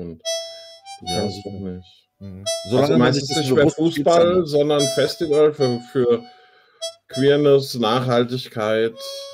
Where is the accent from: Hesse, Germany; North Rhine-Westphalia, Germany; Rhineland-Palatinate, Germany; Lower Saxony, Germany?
Hesse, Germany; Frankfurt; Kenne ich in Frankfurt nicht anders, seit ich klein bin.